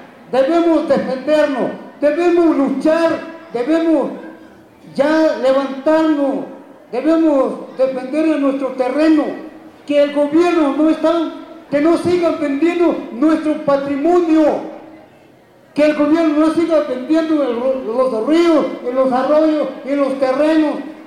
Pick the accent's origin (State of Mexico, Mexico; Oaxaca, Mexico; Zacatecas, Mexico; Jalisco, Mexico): Oaxaca, Mexico; San Juan Comaltepec; first language Chinantec; Spanish is a second language; pueblos indígenas, mi lengua es chinanteco. Yo presento, mis autoridades se encuentran en este lado. Somos municipio de San Juan Comaltepec